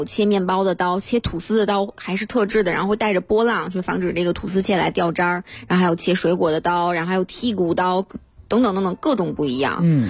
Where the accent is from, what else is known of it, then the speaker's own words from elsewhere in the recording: China; 我们中国人会说好钢用在刀刃上